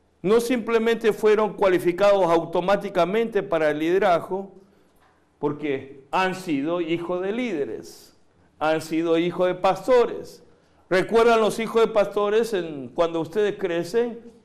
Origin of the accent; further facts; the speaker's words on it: Argentina; also born or lived in Korea / United States; now in Mexico; nací en Corea, crecí en Argentina, estudié en Estados Unidos, ahora estoy aquí en México ministrando.